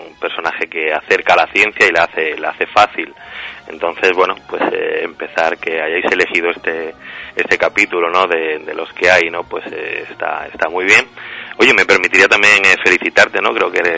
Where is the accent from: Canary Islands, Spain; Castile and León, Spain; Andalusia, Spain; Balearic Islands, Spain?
Andalusia, Spain; Granada; Pues yo era el único de Granada. Yo soy granadino y era el único de Granada.